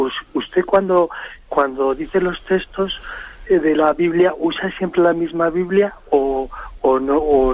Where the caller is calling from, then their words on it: Burgos, Castile and León, Spain; de Burgos.